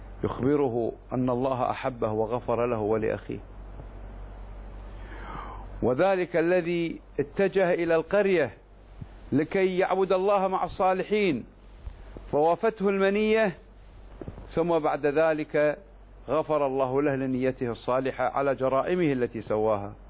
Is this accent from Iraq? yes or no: no; Kuwait; في بلدي الكويت